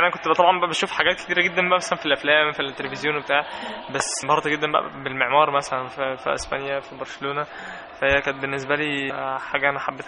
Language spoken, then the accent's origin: Arabic; Egypt; ما عندهمش نسبة التلوث اللي عندنا في مصر بصراحة